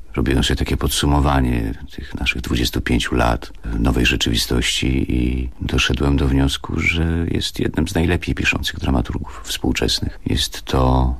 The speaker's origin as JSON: {"language": "Polish", "town": "Chorzów", "region": "Silesian Voivodeship", "country": "Poland", "tie": "born there", "said": "Urodziliśmy się w Chorzowie, studiowaliśmy we Wrocławiu"}